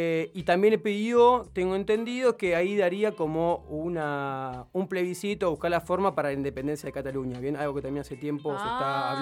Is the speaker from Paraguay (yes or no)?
no; Argentina; Somos argentinos.